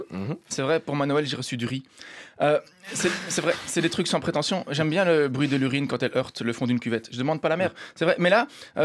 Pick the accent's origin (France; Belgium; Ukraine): Belgium; En tant que belge